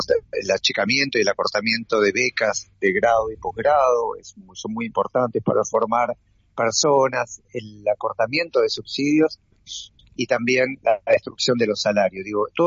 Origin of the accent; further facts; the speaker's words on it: Buenos Aires, Argentina; yo, que quiero a Buenos Aires, pues soy porteño y porque viví acá y nací acá